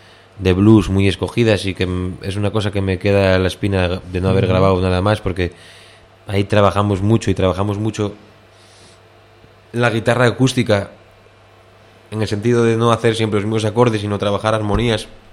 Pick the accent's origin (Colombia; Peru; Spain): Spain; León, Castile and León; con un compañero de mi pueblo, de León